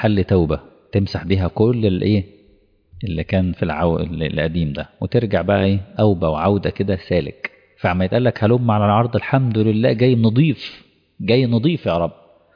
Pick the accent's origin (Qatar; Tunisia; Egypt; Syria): Egypt; طبعا مش اقصد مصر يعني كمصري